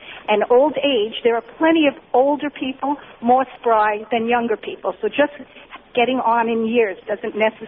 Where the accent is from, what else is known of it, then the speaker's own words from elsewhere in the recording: New York, United States; especially in New York, I'm from New York and I visit there frequently